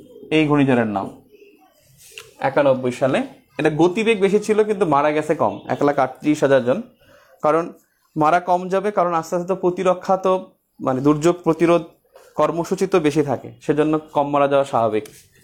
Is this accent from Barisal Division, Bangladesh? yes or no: yes; Char Biswas, Barisal Division, Bangladesh; also born or lived in Bauphal; জায়গা ছিল চর বিশ্বাস, নাম শুনছেন, এটা পটুয়াখালী জেলার মধ্যে চর বিশ্বাস নামে একটা জায়গা, ওই জায়গা আমাদের বাড়ি ছিল। এখন আমাদের বাড়ি হলো মানে ভিতরে আরও বাউফলে